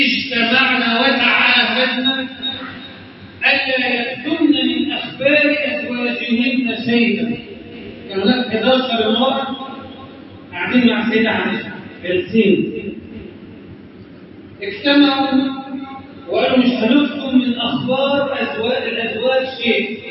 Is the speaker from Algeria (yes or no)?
no; Egypt; اجعل بلدنا مصر امنا امانا